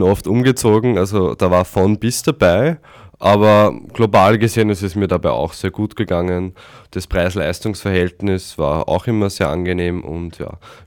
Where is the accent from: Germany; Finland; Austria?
Austria; die Heimat ist dann doch in Österreich. Und in diesem Sinne freue ich mich, dass ich jetzt wieder zu Hause bin und in meiner Heimat, aber auch gleichzeitig bald wieder nach Kanada zurückkehren kann.